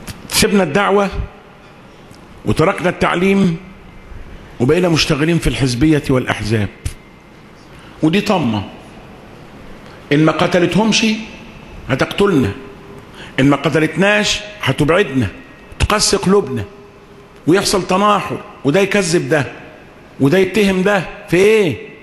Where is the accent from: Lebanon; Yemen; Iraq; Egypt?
Egypt; قلت له احنا عندنا في مصر